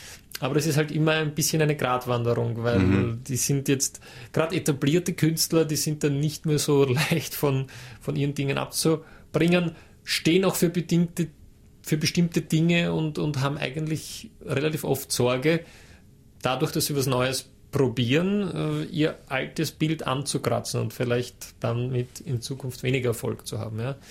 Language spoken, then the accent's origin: German; Hollabrunn, Lower Austria, Austria; Ich komme aus Hollerbrunn ursprünglich.